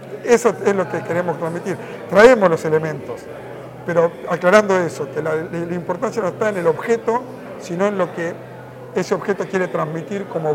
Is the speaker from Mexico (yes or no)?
no; La Plata, Buenos Aires Province, Argentina; nosotros venimos de La Plata